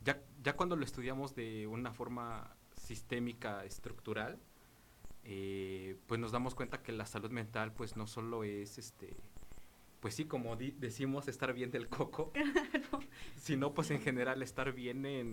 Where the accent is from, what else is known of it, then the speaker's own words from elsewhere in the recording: Mexico; yo quiero pensar, ¿no?, que como mexicanos nos vemos afectados por toda la situación que pasa día a día en el país.